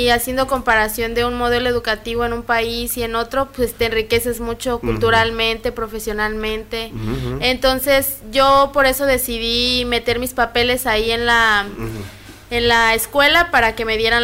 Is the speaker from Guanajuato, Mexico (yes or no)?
yes; Guanajuato, Mexico; yo vengo de un lugar chiquito, también así se llama, bueno, soy de Guanajuato, pero vivo en un municipio que se llama Cuerámaro, y es como aquí, como Bellavista chiquito